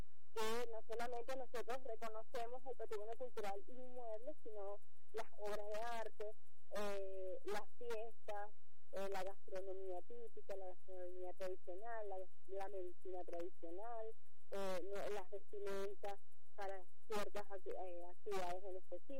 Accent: Venezuela; sitios de mi tierra, ¿no? Suelo de mi tierra, o sea, lo que somos, lo que es este suelo, lo que es esta tierra venezolana.

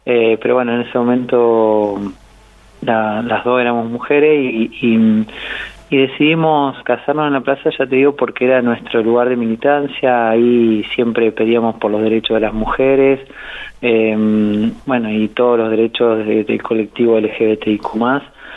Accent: Caleufú, La Pampa, Argentina; now in General Pico, Argentina; yo soy de Calufú, pero hace muchos años ya que estoy acá en General Pico, estoy viviendo hace más de 20 años acá, así que ya me siento más parte de General Pico.

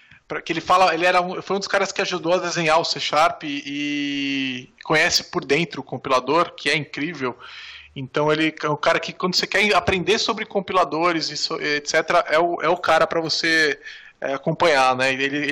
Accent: São Paulo, Brazil

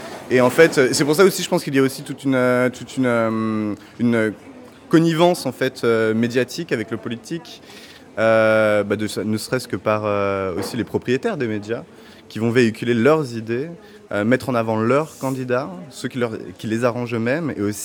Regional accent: France; now in Belgium; Moi personnellement, je suis français. Je ne sais pas si je peux voter en Belgique.

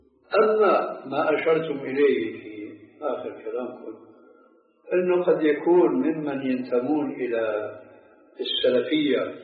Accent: Syria; كما يقال عندنا في سوريا

